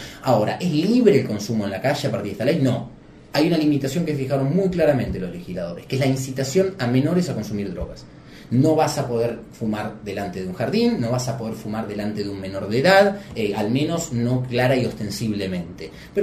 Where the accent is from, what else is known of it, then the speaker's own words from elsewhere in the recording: Argentina; Creo que iniciamos como país, y con todo el trabajo que nos cuesta como argentinos, un proceso de construcción desde hace varios años de una nueva nación